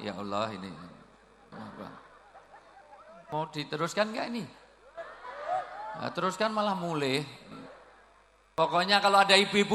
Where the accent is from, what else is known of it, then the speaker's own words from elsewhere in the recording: Java, Indonesia; Saya asli orang Jawa, di dalam tradisi Jawa orang tua disebut sepuh.